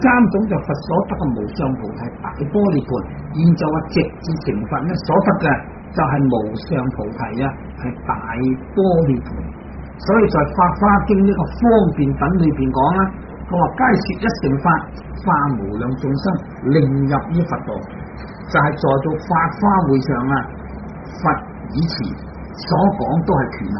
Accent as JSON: {"language": "Cantonese", "country": "China", "said": "我哋中国人拜佛就舒服啦"}